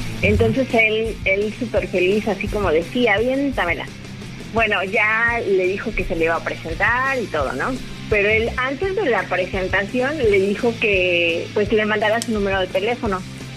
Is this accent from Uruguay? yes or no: no; Veracruz, Mexico; moved away; Yo vengo de Veracruz y ya llevo 2 años viviendo aquí.